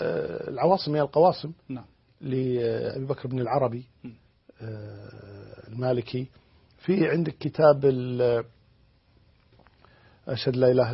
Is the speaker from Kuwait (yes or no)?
yes; Kuwait; يعني عندنا في الكويت الله الحمد لله في توجه قوي جدا